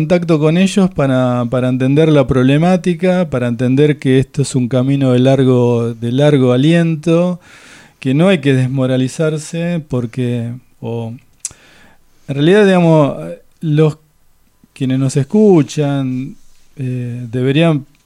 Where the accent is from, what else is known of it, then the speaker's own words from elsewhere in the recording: Tolosa, Buenos Aires Province, Argentina; yo, por ejemplo, soy de Tolosa y conocemos lo que ha pasado.